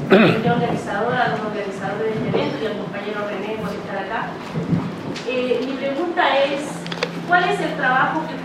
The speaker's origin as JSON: {"language": "Spanish", "country": "Chile", "moved": "yes", "lives_now": "Canada", "said": "Yo soy chilena, pero vivo en Canadá y las campañas eran masivas también."}